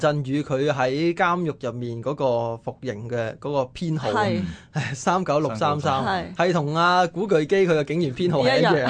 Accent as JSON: {"language": "Cantonese", "country": "Hong Kong", "said": "其實令到我哋香港人咧係好有感觸或者好有共鳴嘅"}